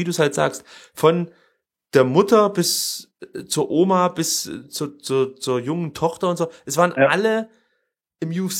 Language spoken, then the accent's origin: German; Germany; Das ist merkwürdig, vor allem, wenn man so als Deutscher sich das vorstellt